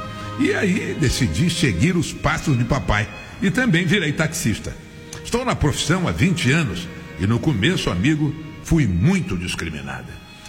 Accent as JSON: {"language": "Portuguese", "region": "Rio de Janeiro", "country": "Brazil", "tie": "born there", "said": "moradora do Rio Comprido, bairro onde eu nasci."}